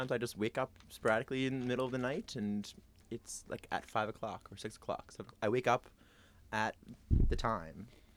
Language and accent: English; Haysbrook, Prince Edward Island, Canada; I'm from Haysbrook, PEI.